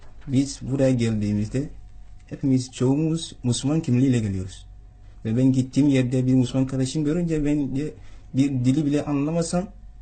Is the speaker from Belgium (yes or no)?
no; Ghana; Turkish is a second language; Gana'da mesela benim annemle farklı bir dil konuşuyorum. Babamla da farklı bir dil.